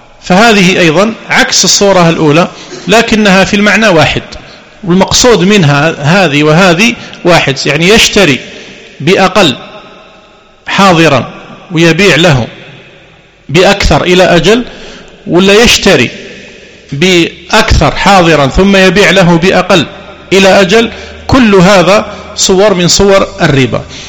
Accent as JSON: {"language": "Arabic", "country": "Algeria", "said": "واشتهر في السنوات الأخيرة بعض المعاملات عندنا في الجزائر"}